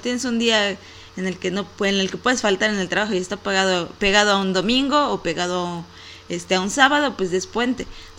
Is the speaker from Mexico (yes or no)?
yes; Aguascalientes, Mexico; Por lo menos aquí en mi país y aquí en Aguascalientes sí se vivió un día sin ellas.